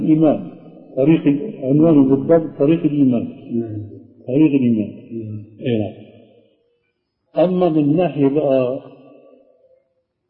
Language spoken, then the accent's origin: Arabic; Aleppo, Aleppo Governorate, Syria; فهو بعث وأنا من حلب